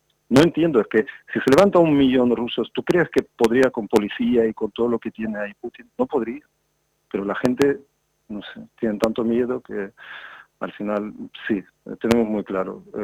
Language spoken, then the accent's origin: Spanish; Ukraine; Nosotros pensábamos que somos de Ucrania como que somos Que no importamos a nadie